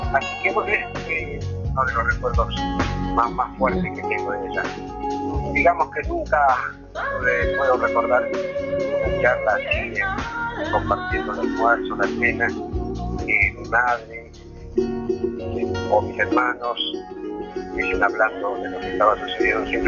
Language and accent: Spanish; Bolivia; now in Argentina; cómo llegué desde Bolivia a Argentina tiene que ver con una cierta preocupación de...